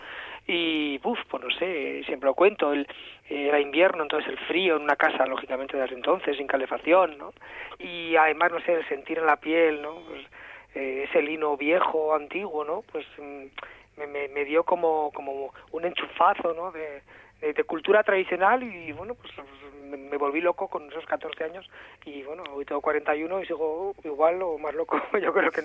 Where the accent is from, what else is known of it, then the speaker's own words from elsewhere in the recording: Palazuelos de la Sierra, Castile and León, Spain; yo soy de Palazuelos de la Sierra, aquí en La Demanda, y muy cerquita de Atapuerca